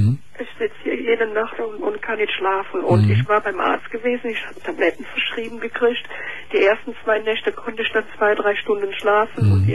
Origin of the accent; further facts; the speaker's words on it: Cologne, North Rhine-Westphalia, Germany; now in Ruprechteroth, Germany; Ich bin aus Köln.